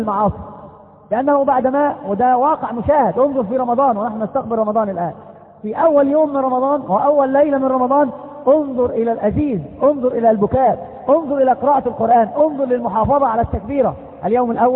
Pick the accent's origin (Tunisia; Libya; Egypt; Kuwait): Egypt; كما قالوا عندنا في مصر مثل يقارب هذا المعنى